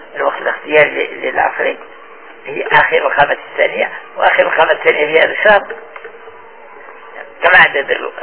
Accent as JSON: {"language": "Arabic", "country": "Morocco", "said": "يعني احنا في بلادنا المغرب"}